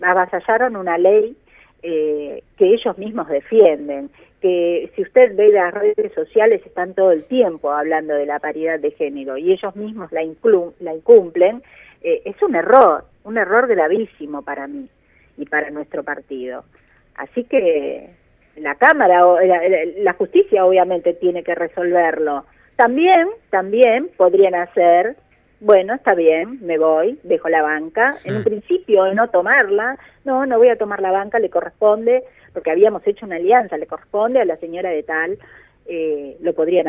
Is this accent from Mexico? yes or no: no; Argentina; en principio soy ciudadana argentina